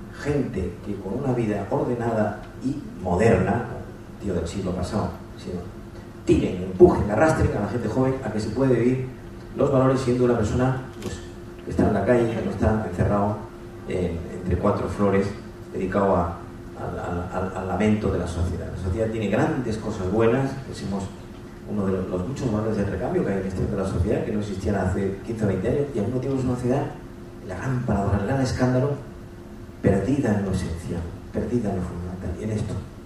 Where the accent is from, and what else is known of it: Andalusia, Spain